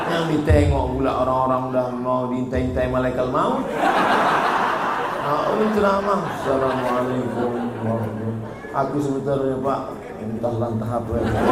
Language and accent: Indonesian; Kisaran, North Sumatra, Indonesia; asal kami dari Kisaran mau ke Medan, dari Medan mau ke Kisaran